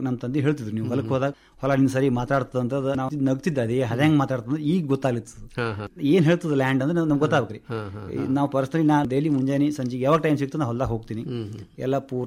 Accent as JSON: {"language": "Kannada", "town": "Tengli", "region": "Karnataka", "country": "India", "said": "ಮೂಲತಃ ಟೆಂಗ್ಳಿ ಗ್ರಾಮದವನು."}